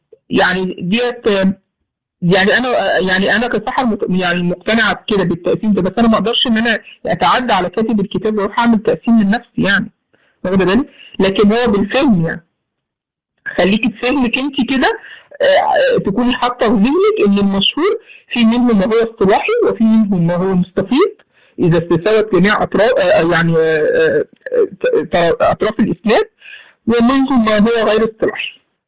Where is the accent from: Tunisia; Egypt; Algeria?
Egypt; عندنا في مصر بقى المأذون لما يجي مثلا